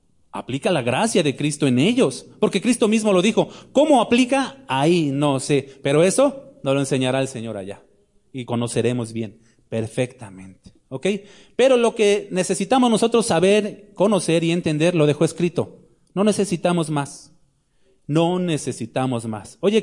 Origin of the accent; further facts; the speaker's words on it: Mexico City, Mexico; now in León, Mexico; Bueno, estamos en León, pero yo soy chilango, ustedes lo saben.